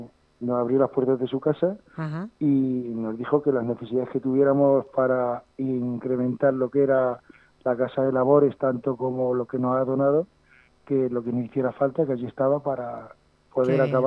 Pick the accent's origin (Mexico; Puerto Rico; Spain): Spain; Las Herencias, Castilla-La Mancha; aprovecho para hacer mención y que la gente venga a mi pueblo también a comprar dulce